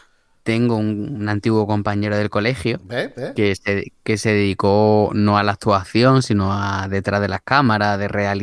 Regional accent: Andalusia, Spain; es que es una cosa tan, tan típica de para los que somos andaluces, es que es parte de nuestro ADN

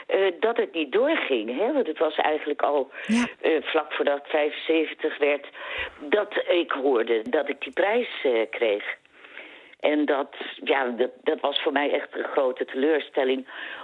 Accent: Amsterdam, North Holland, Netherlands; Toen kreeg ik ook weer de opdracht om spraaklessen te nemen. Omdat, ik kom uit Amsterdam.

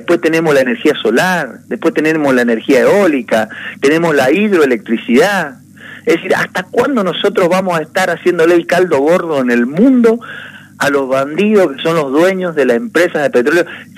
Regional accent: San Carlos, Argentina; En San Carlos, mi pueblo, tenemos 17.000 hectáreas que no se usan.

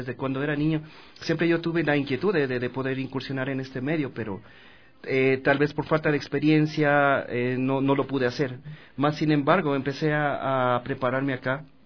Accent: Puembo, Pichincha, Ecuador; mi pueblo natal es Puembo, que está pegado justamente al aeropuerto ahora, ¿no? Yo nací por allá y pues básicamente estudié mi primaria por allá en Puembo. Luego en el colegio vine acá a estudiar acá en el colegio Don Bosco de allá de la Kennedy.

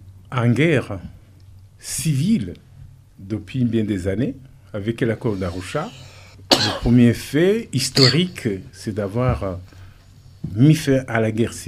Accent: Burundi; nous sommes des Burundis et non pas des Hutus et des Tutsis et des Twa.

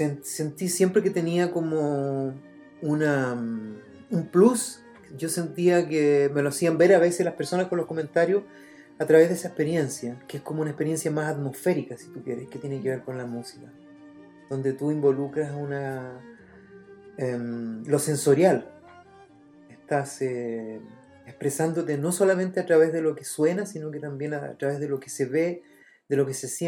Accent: Contulmo, Biobío, Chile; yo soy de Contulmo, un pueblo muy pequeño que está en la novena, en el límite de la octava y la novena región.

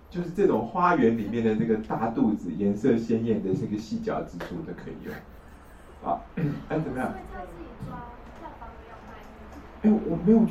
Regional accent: China; now in Taiwan; 我们大陆人叫喜猪的

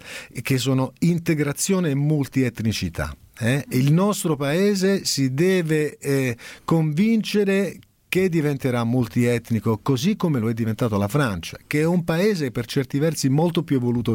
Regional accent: Foggia, Apulia, Italy; Ma io sono di Foggia, che c'è?

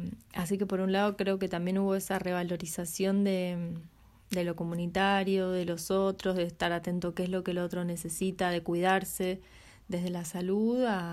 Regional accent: Buenos Aires, Argentina; now in Punta Negra, Uruguay; vivo acá en Punta Negra hace un año, vengo de Buenos Aires, soy mamá de tres niños

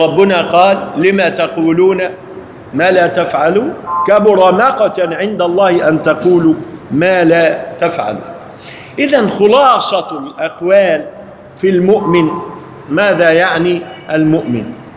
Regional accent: Egypt; فالمشايخ عندنا في مصر عندما يقرؤون قرآنا

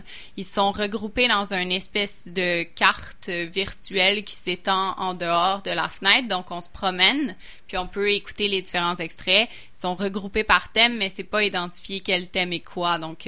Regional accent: Quebec, Canada; Fait que ça, en tant que Québécois, ça fait beaucoup réagir.

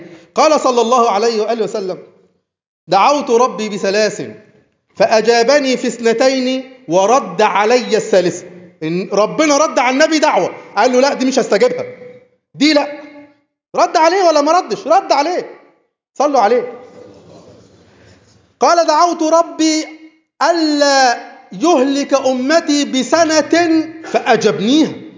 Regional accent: Egypt; مشكلتنا ان احنا مصريين متعصبين لوطنيتنا قوي،

